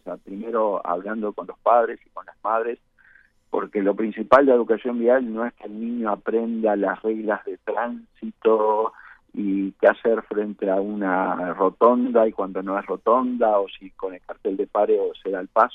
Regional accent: Uruguay; como uruguayos no nos ha importado este tema

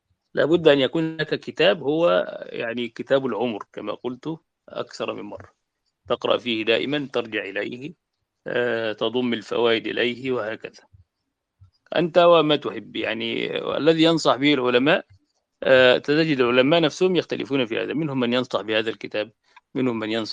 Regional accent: Egypt; فهو المعتمد يعني عندنا في مصر، هو الذي عليه الفتوى

